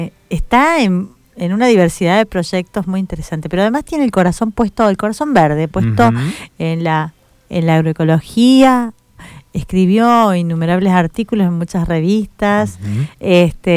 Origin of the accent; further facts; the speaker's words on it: Jujuy, Argentina; Viste, si bien yo soy jujeña, pero me sale la colonia.